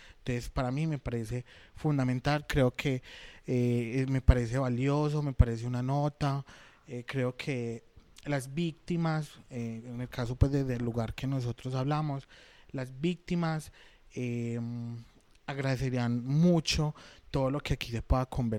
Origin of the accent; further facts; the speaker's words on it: Medellín, Antioquia, Colombia; particularmente nosotros que somos de Medellín